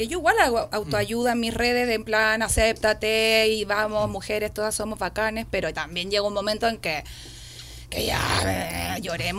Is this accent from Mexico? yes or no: no; Chile; de nuevo me habían confundido con una argentina, de nuevo, weón, soy chilena, loco